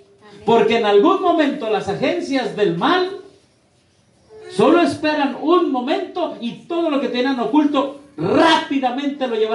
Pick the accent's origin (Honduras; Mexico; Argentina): Mexico; Tlahuelilpan, Hidalgo; ¿Qué pasó allá en mi pueblo? ¿En Hidalgo? ¿En Tlahuelilpan?